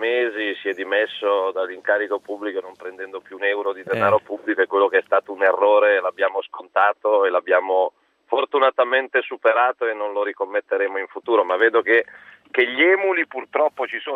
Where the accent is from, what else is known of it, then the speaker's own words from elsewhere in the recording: Milan, Lombardy, Italy; io, ad esempio, da milanese, da lombardo, non ho mai avuto un confronto